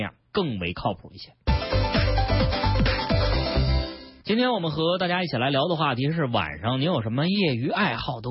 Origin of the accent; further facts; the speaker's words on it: Beijing, China; 你比如说咱们北京人非常熟悉的朝阳区这个大屯路隧道